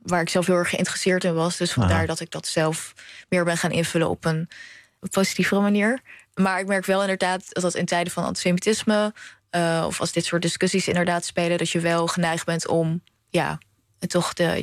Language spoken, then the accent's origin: Dutch; The Hague, South Holland, Netherlands; Ja, ik ben in Den Haag opgegroeid dus. En best wel een multiculturele wijk.